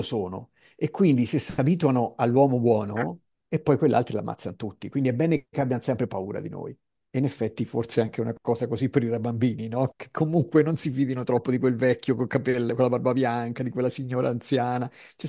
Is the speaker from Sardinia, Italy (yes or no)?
no; Tuscany, Italy; dalle nostre parti, non so se in tutta la Toscana, ma perlomeno da noi sì